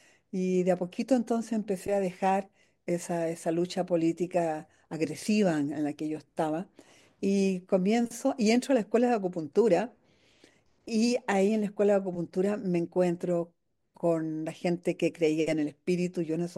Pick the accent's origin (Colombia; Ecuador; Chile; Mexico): Chile; una vez que fui al exilio durante la dictadura militar aquí en mi país, en el exilio estuve haciendo mucho trabajo para ayudar a lo que estaba sucediendo acá en Chile.